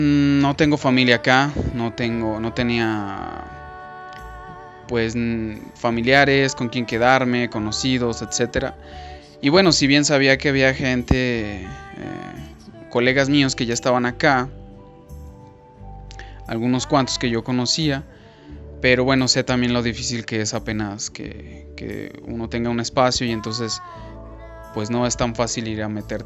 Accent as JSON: {"language": "Spanish", "region": "Aguascalientes", "country": "Mexico", "tie": "born or raised there", "said": "Yo soy originario de Aguascalientes. Ahí viví toda la mayor parte de mi vida. Y pues bueno, también ahí es en donde me formé como actor, como profesional."}